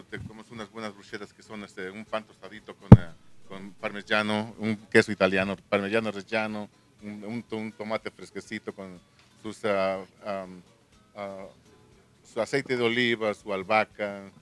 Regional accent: Santa Cruz Quilehtla, Tlaxcala, Mexico; moved away as an adult; now in New York, United States; yo soy tlaxcalteca originario de aquí de Santa Cruz, Quilecla.

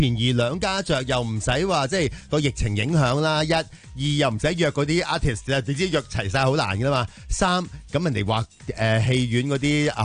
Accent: Hong Kong; 即系其实我谂我哋香港人都有一种。情意结嘅

